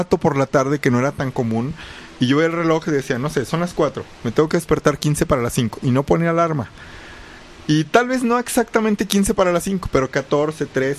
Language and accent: Spanish; Mexico; el hecho de la cultura mexicana, ¿no? Que somos